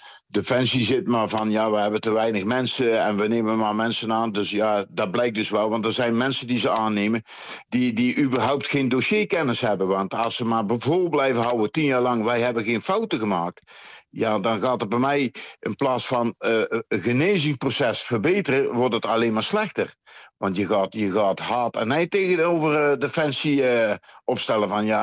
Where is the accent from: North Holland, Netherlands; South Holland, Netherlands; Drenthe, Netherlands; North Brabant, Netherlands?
North Brabant, Netherlands; ik kom zelf uit Brabant, daar zit ik nu ook. Uh-huh. Ik kom zelf uit Brabant en Brabant staat voor zijn gastvrijheid.